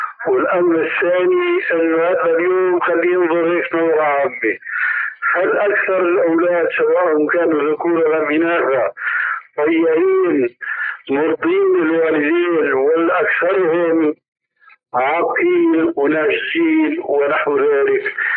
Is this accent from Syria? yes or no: yes; Syria; هيك كما يقولون عندنا في سوريا